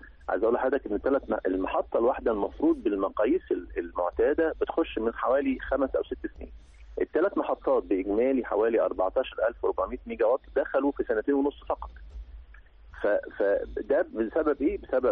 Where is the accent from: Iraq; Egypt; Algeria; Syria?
Egypt; لا يليق بمصر ولا يليق بنا احنا كمصريين